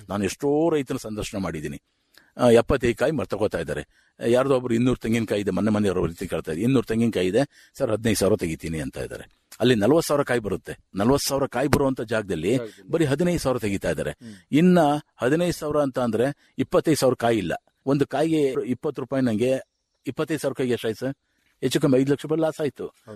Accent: Uduvare, Karnataka, India; ಹಾಸನ ತಾಲೂಕು ಕಟ್ಟವಾಗಿಲ್ಲ ಉಡುವರೆ ಗ್ರಾಮ, ಗೋರೂರಿನಿಂದ 2 ಕಿಲೋಮೀಟರ್ ನನ್ನ ಗ್ರಾಮ.

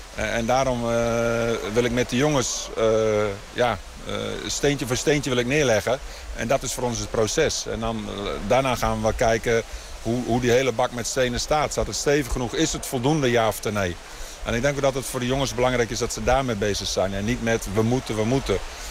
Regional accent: Netherlands; Ik denk nog steeds dat wij als Nederlanders

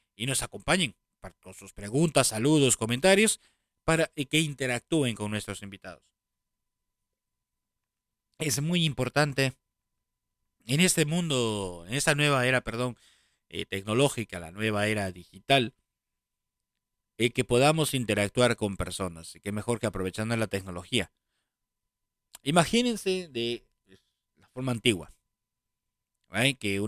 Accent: Peru; born there; donde yo nací, que es Perú

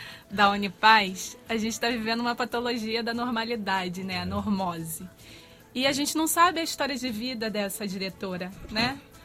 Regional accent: Rio de Janeiro, Brazil; Eu sou nascida e criada em Senador Camará.

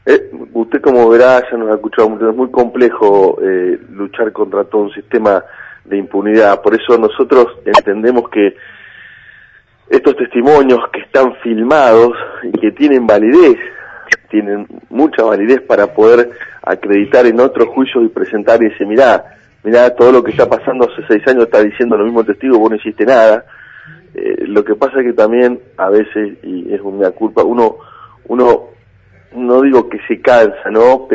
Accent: Buenos Aires, Argentina; born there; now in Bahía Blanca, Argentina; tengo el conocimiento del lugar donde vivo ahora, que es Bahía Blanca, y donde nací, que es Agarró, mi pueblo, o el Partido Villarino.

